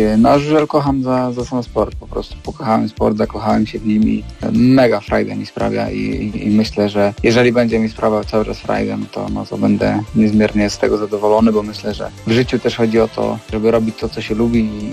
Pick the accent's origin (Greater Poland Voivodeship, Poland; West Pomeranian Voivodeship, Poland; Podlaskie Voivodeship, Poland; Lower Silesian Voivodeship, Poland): Greater Poland Voivodeship, Poland; Poznań; lubiłem przysłowiowe nasze poznańskie pyry i tutaj zawsze mama gotowała na obiad bardzo dużo